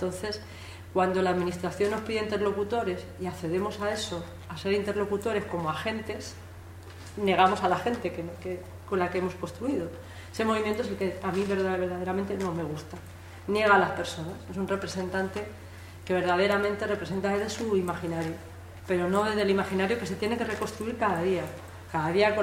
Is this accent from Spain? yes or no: yes; Andalusia, Spain; also born or lived in Madrid; yo me he criado una parte en Madrid, aunque soy andaluza